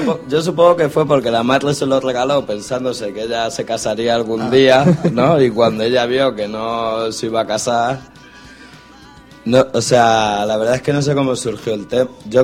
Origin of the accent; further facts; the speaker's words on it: Barcelona, Catalonia, Spain; Y yo dije, señora, que soy de Trinidad Vieja. ¿Sabes? Yo no sé si me vieron de muy morenito de piel o algo, ¿sabes? O no lo sé, pero me quedé flipando, ¿sabes? Me diciendo, me están echando de mi propia tierra